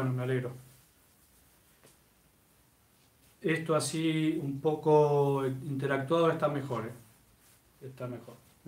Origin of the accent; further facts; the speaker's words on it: Tucumán, Argentina; desde Tucumán, mi tierra, qué lindo Tucumán, cómo extraño Tucumán